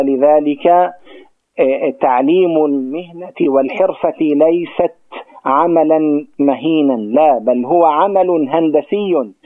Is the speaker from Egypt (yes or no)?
no; Gaza, Gaza Strip, Palestine; عندنا في غزة خطأ جسيم